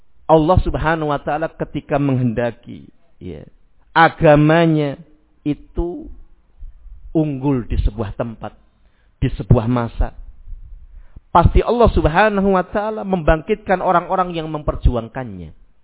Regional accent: Rembang, Central Java, Indonesia; moved away; Di tempat kota saya, ya, daerah Rembang sana, ya, mungkin baru kali-kali ini mungkin mulai muncul. Dulu belum ada.

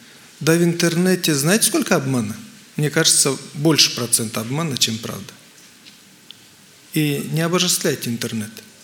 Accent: Moldova; Я хотел купить в Украине, я сам с Молдавии, хотел в Украине купить

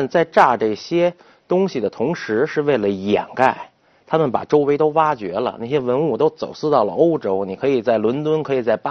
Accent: China; 对，我说哎，这对于我们中国人来说小 case 呀

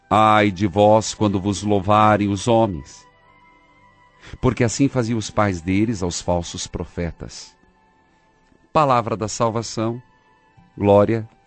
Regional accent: Paraíso do Norte, Paraná, Brazil; Um abraço a todo o povo de São Carlos do Ivaí, perto da minha cidade natal, Paraíso do Norte.

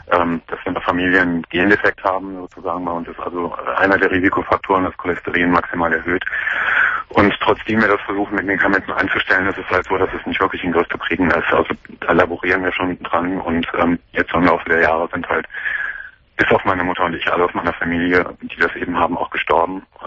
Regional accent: Cologne, North Rhine-Westphalia, Germany; ich komme aus Köln

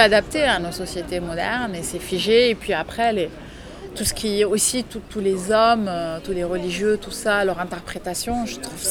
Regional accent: Lebanon; Au Liban, j'ai, par exemple, en tant que Libanaise

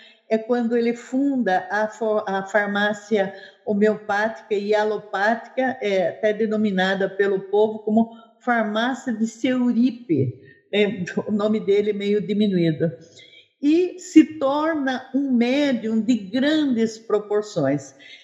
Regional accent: São Miguel Arcanjo, São Paulo, Brazil; Não, eu sou de São Miguel Arcanjo.

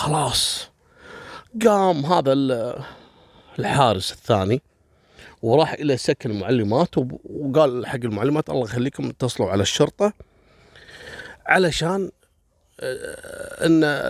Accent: Kuwait; المدارس أول بنيانها إحنا عندنا في الكويت دائما سور المدرسة

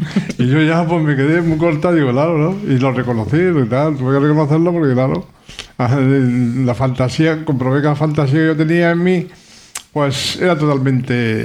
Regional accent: Madrid, Community of Madrid, Spain; las he vivido en Madrid, porque yo soy madrileño, y las he vivido en Madrid, en la Puerta del Sol, por ejemplo, en la Plaza Mayor

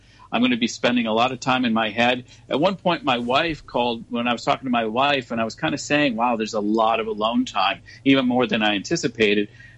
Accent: Hong Kong; I'm American, but I'm actually from Hong Kong.

